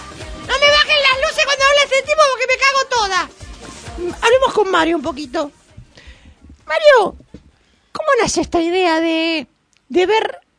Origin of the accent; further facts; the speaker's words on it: Argentina; Soy argentina.